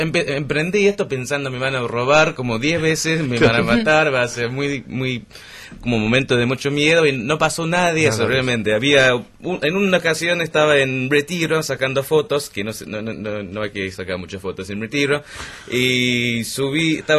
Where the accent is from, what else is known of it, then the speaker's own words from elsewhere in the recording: Manchester, North West England, United Kingdom; Spanish is a second language; moved away as an adult; also born or lived in Sheffield; now in Buenos Aires, Argentina; Sí, me nací en Sheffield, me crié en Manchester.